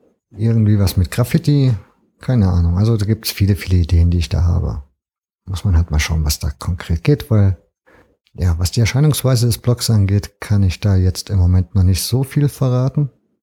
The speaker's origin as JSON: {"language": "German", "town": "Leipzig", "region": "Saxony", "country": "Germany", "tie": "born or raised there", "also_born_or_lived": "Bad Salzungen", "said": "Ich bin 39 Jahre alt, bin geboren in Bad Salzungen. Das ist an der ehemals deutsch-deutschen Grenze, schön im Thüringer Wald gelegen. Schon ein paar Wochen nach meiner Geburt bin ich dann nach Leipzig verzogen, in die Messestadt und letzten Endes Wendestadt"}